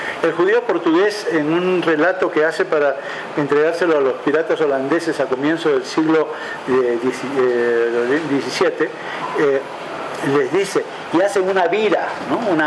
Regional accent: Lima, Peru; que soy un limeño mazamorrero, es decir, más puro que eso no puede haber

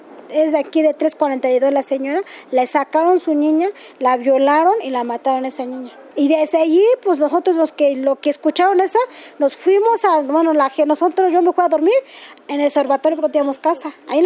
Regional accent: Santiago Mexquititlán, Querétaro, Mexico; moved away; Nosotros vinimos del estado de Querétaro, municipio Amealco, Santiago Mixtitlán.

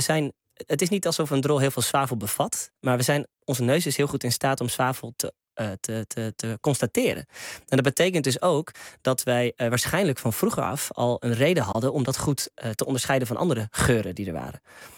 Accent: Loosdrecht, North Holland, Netherlands; Hier in de buurt in Loosdrecht, waar ik ben opgegroeid.

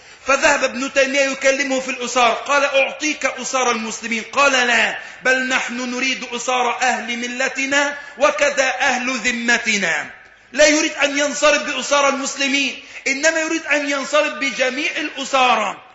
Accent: Alexandria, Alexandria Governorate, Egypt; عندنا في الإسكندرية عندما حدث انفلات أملي ولم يوجد وجود للشرطة تماما

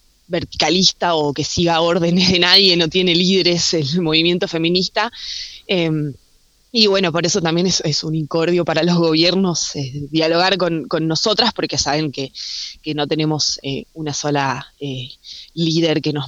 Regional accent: Bariloche, Río Negro, Argentina; o sea, sí, soy acá de Bariloche.

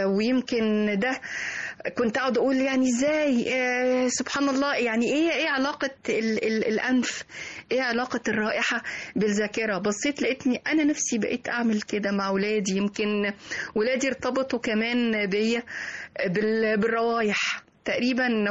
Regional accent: Egypt; مفيش حاجة في العالم كله ممكن تبقى مبهرة لسائح الا وموجودة عندنا في مصر

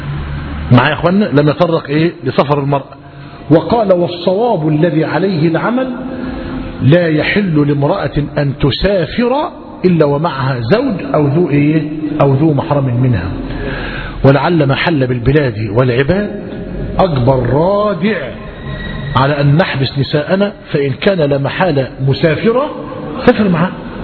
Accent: Gharbia, Egypt; زمان في بلدنا، إحنا بلدنا بينه وبين زفتة 12 كيلو تقريبا

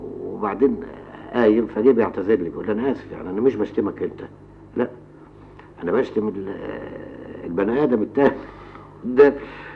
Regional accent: Egypt; او انا مصري ادافع على اثار بلدي

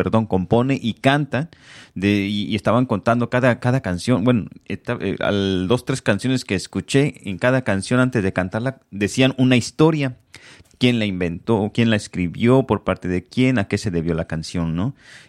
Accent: Zacatepec, Morelos, Mexico; allá donde soy yo, en mi colonia, en mi pueblo, en mi México, uh-huh. Yo soy Zacatepec, Morelos, ¿verdad?

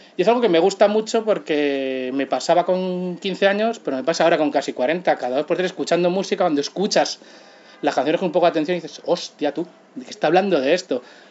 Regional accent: Pinto, Community of Madrid, Spain; una radio comunitaria en mi pueblo, en Pinto

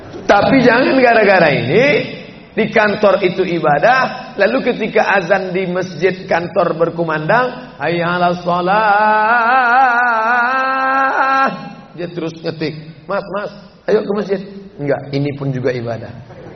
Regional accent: Sumatra, Indonesia; Padahal dia dari Jawa, saya dari Sumatera.

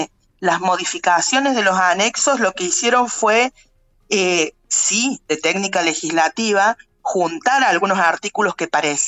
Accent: Estación Juárez Celman, Córdoba, Argentina; yo soy de Estación Juárez Celman

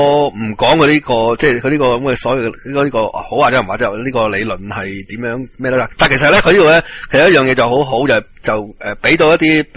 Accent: Hong Kong; 会唔会即系捞埋我哋香港人

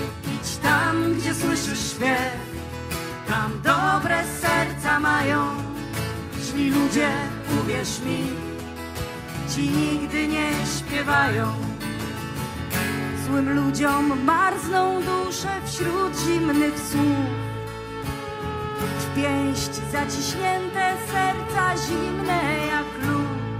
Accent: Wrocław, Lower Silesian Voivodeship, Poland; Przyjechaliśmy z Wrocławia, czyli bardzo blisko gór.

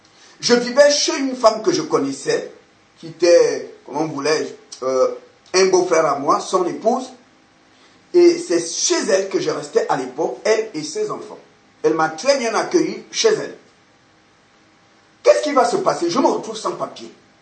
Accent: Gabon; now in France; Quand je suis parti du Gabon, je suis venu pour faire des études en France, dans une école à Nogent-sur-Marne, en région parisienne.

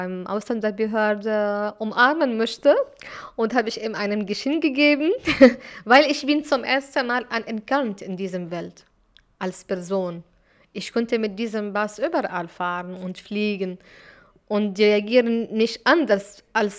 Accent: Syria; German is a second language; Ich fühle mich eine Syrerin, obwohl ich bin aus Palästina von Wurzeln.

